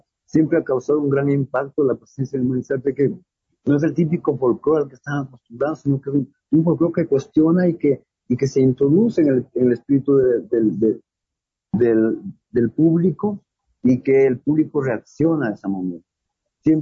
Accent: Ecuador; todos entendimos que realmente somos tahuantinsuyanos en Ecuador.

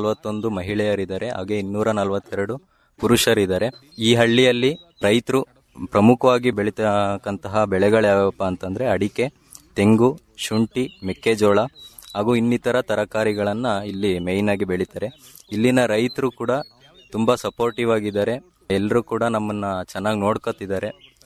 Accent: Banur, Karnataka, India; ನಾನು ಮೂಲತಃ ಚಿಕ್ಕಮಗಳೂರು ಜಿಲ್ಲೆ ಕಡೂರು ತಾಲೂಕು ಬಾಣೂರು ಗ್ರಾಮದಿಂದ ಬಂದಿರ್ತೀನಿ.

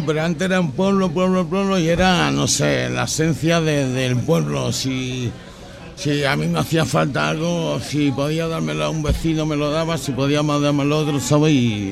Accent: Madrid, Community of Madrid, Spain; me dicen, ¿tú eres de Madrid? Y digo, no, compadre, yo soy de Vallecas.

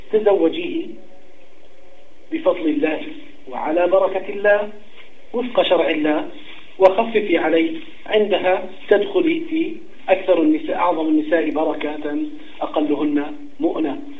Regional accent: Jordan; نسبة تعدد الزوجات عندنا في الأردن لا تصل إلى 10%

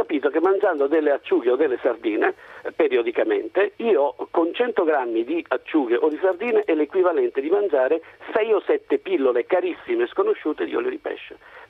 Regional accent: Sicily, Italy; moved away; sono un siciliano che vive qui da 30-40 anni, mettiamo

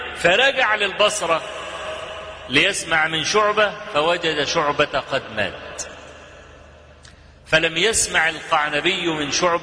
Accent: Egypt; عندنا في مصر

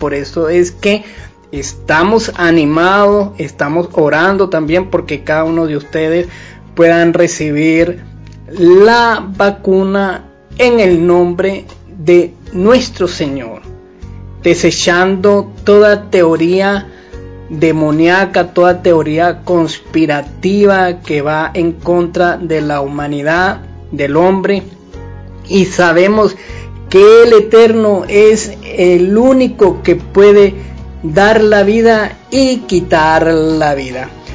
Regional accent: Venezuela; como somos bien venezolanos y le agradecemos al Señor por haber nacido en esta tierra de gracia

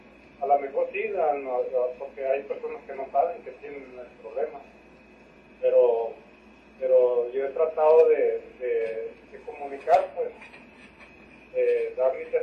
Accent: Sinaloa, Mexico; now in Mexicali, Mexico; como yo soy originario de Sinaloa, quise adaptarme al estado

